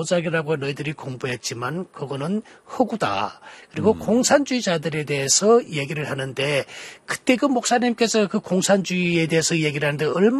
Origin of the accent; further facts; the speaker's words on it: North Korea; now in South Korea; 북한에서 나올 때는 그냥 탈북자의 한 사람으로 탈북자의 신분으로 중국에 나왔지 않습니까?